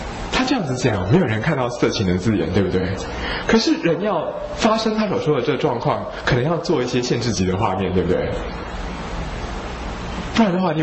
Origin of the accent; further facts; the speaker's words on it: Taiwan; 你看我们台湾人跟那些北方人比啊，我们的皮肤底下那层脂肪就是这样比较厚一点松松的